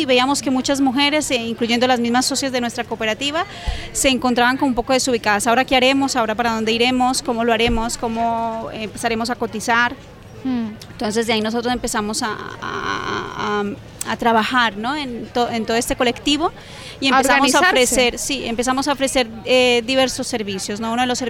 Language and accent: Spanish; Girona, Catalonia, Spain; Somos de Girona, hemos nacido en Girona